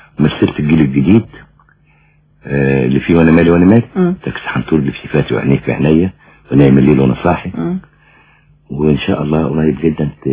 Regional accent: Egypt; انا من مصر. يعني انا يعني من مصر

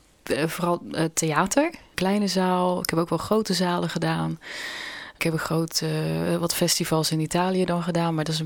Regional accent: Netherlands; first language Dutch; Maar goed, ik ben Nederlandse. En Nederlands is natuurlijk mijn eerste taal.

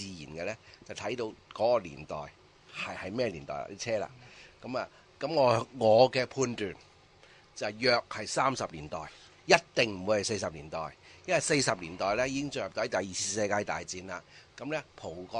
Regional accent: Macau; 其實第一咧，喺童年喺澳門住嘅時候咧，就唔識英文嘅，更加唔識葡文啦

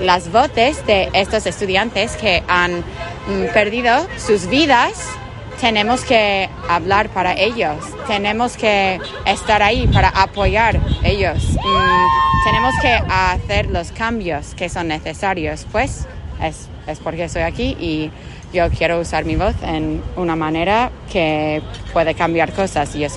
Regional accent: Sacramento, California, United States; Yo soy de Sacramento, pero yo trabajo en una escuela de doble inmersión de quinto grado en Alpine también, bueno, al lado de él.

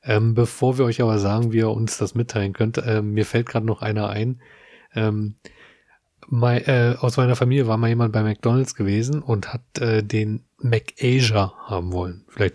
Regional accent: Berlin, Germany; Selbst ich als Berliner, der das ganz gut kennt, kann das immer nicht so greifen.

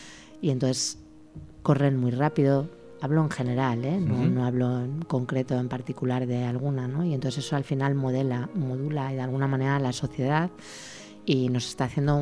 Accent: Salamanca, Castile and León, Spain; moved away; Bueno, yo quería salir de Salamanca, ¿eh?

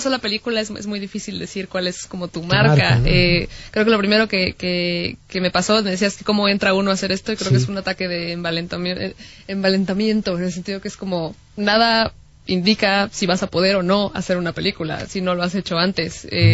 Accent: Mexico; siento que la hice en México, y finalmente crecí en México

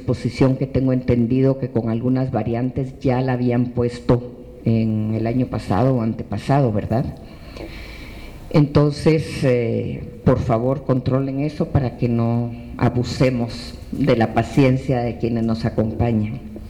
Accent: Guatemala; now in Mexico; los que siendo guatemaltecos tuvimos que llegar en algún momento a México como única posibilidad de salvar la vida

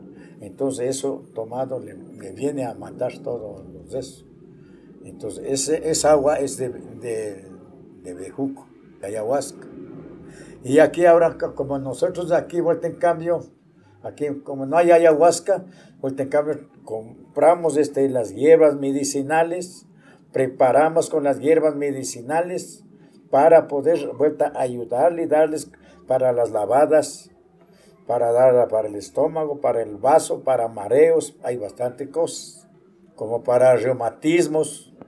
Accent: General Pinto, Pichincha, Ecuador; born there; Yo tengo 63 años. Soy nacido en General Pinto, porque mis madres eran partidario acá en Tumbaco, en Cunuyaco.

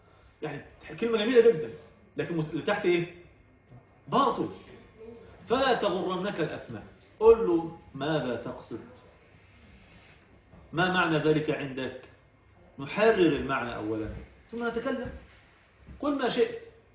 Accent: Egypt; انا مصري يا زيكم يا جماعة

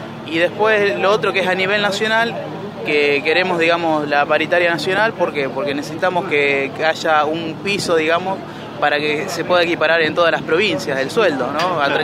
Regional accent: Rosario, Santa Fe, Argentina; No, venimos de Santa Fe, yo particularmente de Rosario, soy de Rosario

